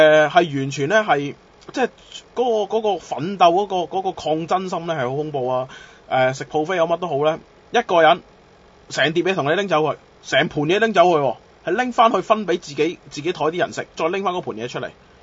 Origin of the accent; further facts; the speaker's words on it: Macau; 人哋問我喂你係邊度人，我第一講梗係講澳門啦，第二嘅你問我，我寧願認我真係我寧願認我真係認香港澳門，我真係唔會認中國。